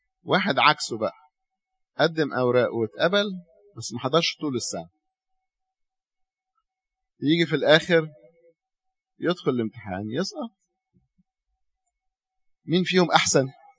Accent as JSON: {"language": "Arabic", "country": "Egypt", "said": "ليه الناس عندنا في مصر مش عارفة تفهم دي؟"}